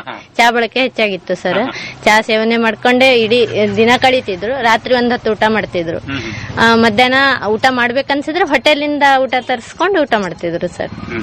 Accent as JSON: {"language": "Kannada", "town": "Hangal", "region": "Karnataka", "country": "India", "tie": "born or raised there", "also_born_or_lived": "Yellapur / Haveri", "said": "ನಮ್ ತಾಯಿ ಮನೆ ಹನಗಲ್, ಹನಗಲ್ದಲ್ಲಿ ಹುಟ್ಟು ಬೆಳೆದಿದ್ದು. ಕ್ರಮೇಣ ಯಲಪುರಕ್ಕೆ ಬಂದು ನಾವು ಬದುಕಿದ್ದು. ಅಲ್ಲಿಂದ ನಮ್ಗೆ ಹಾವೇರಿಗೆ ಮದುವೆ ಮಾಡಿಕೊಟ್ಟಿದ್ರು."}